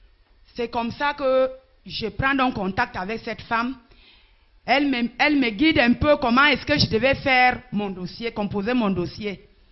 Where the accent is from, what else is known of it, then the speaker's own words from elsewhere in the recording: Ombessa, Centre, Cameroon; Je suis donc descendue chez moi à Ombessapuro, la sensibilisation.